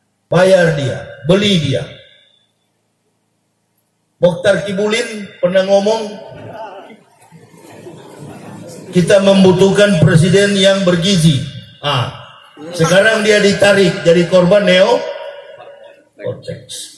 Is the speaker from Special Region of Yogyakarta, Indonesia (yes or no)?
no; Manado, North Sulawesi, Indonesia; sampai ke kampung saya di Sulawesi, Manado.